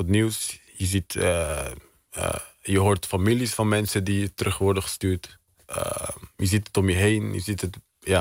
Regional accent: Netherlands; Ik heb hier gestudeerd, ik ben hier opgegroeid.

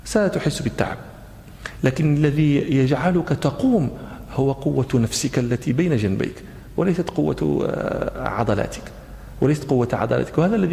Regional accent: Morocco; ونحن في التراويح عندنا في المغرب يعني لابد أن نختم نقرأ بحزب

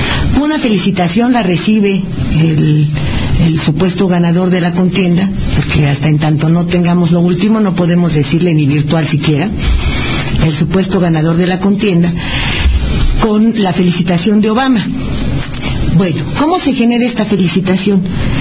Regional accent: Mexico; yo como ciudadano mexicano digo que no estoy conforme

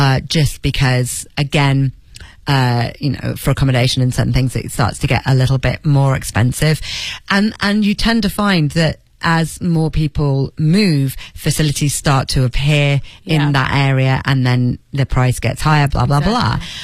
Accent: Leeds, Yorkshire and the Humber, United Kingdom; now in London, United Kingdom; which would have been all right in my hometown in Leeds. I'd have been okay. But in London, it basically was my rent and my bills.

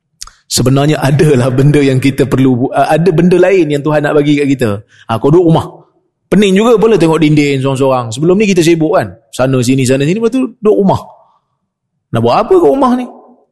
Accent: Perak, Malaysia; Saya orang Perak. Perak pun tak boleh.

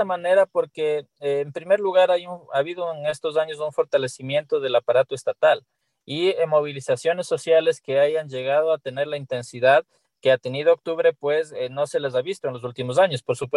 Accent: Ecuador; el contexto tan dramático que hemos tenido que vivir como humanidad y como pueblo ecuatoriano

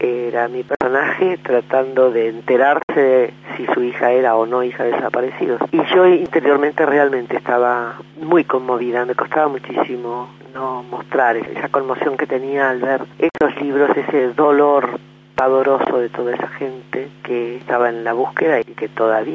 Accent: Argentina; nuestra historia y nuestra vida como argentinos

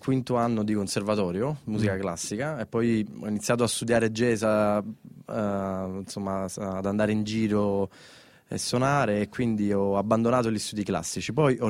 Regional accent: Pomigliano d'Arco, Campania, Italy; nel mio paese di origine, Pomigliano d'Arco, fanno un festival jazz

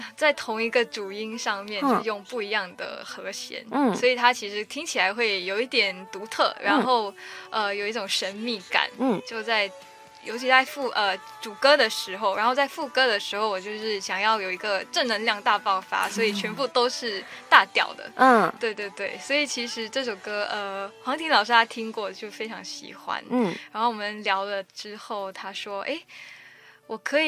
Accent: Singapore; 因为我是新加坡人嘛，我不是英语那个英语系的国家

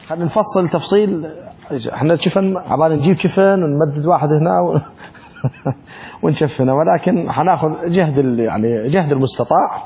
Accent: Iraq; شلون هسه التابوت اللي عندنا بالعراق

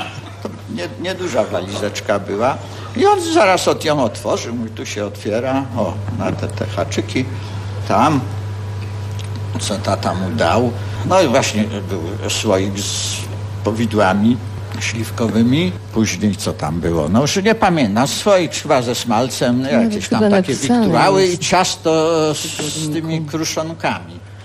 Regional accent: Łódź, Łódź Voivodeship, Poland; Ja pochodzę z Łodzi. Dla mnie Kraków wtedy był miastem takim nowym.

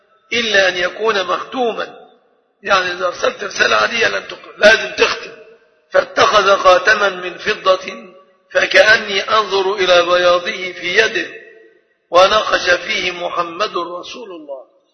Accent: Egypt; فالحمد لله أننا كمصريين

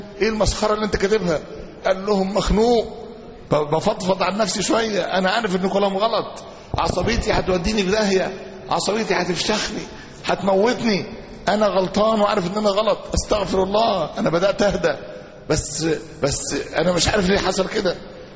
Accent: Egypt; احنا عندنا في مصر هنا

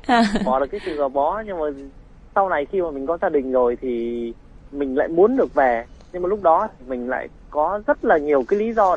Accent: Ninh Binh, Vietnam; accent: Northern Vietnamese; now in Đồng Nai, Vietnam; Đúng rồi, mình quê ở Ninh Bình.

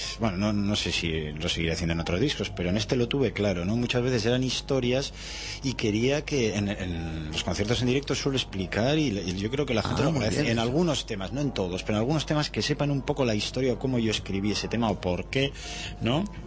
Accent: Bilbao, Basque Country, Spain; soy de Bilbao

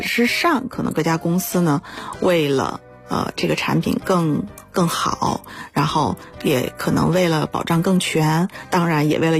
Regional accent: China; 那么加一起25种基本上涵盖了我们中国人高发的 90% 以上的重大疾病。

